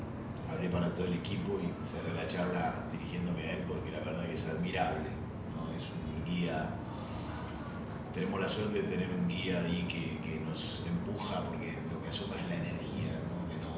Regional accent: Argentina; viste cómo somos los argentinos.

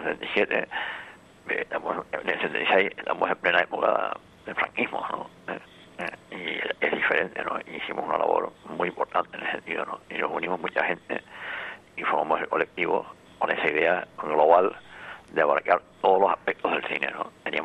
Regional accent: Canary Islands, Spain; Y sigo siendo español y sigo siendo canario.

